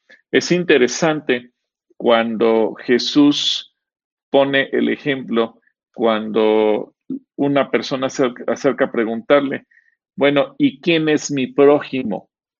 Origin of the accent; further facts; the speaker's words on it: Mexico; todos tenemos el concepto de nuestra propia cultura como mexicanos